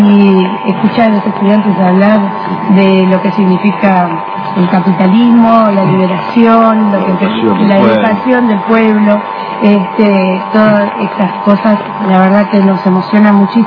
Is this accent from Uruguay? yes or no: yes; Uruguay; y nosotros como uruguayos, cómo reflexionamos, cómo pensamos y analizamos esta situación.